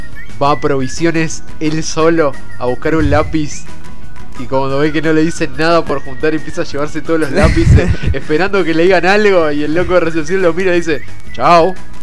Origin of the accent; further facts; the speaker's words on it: Argentina; como argentino rata